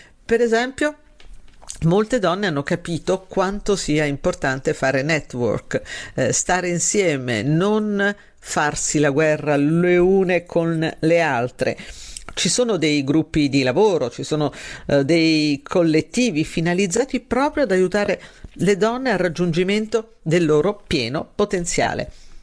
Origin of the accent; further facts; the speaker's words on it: Sabaudia, Lazio, Italy; me ne andrò, come quasi tutti gli anni, sulla spiaggia del mio paese, a Sabaudia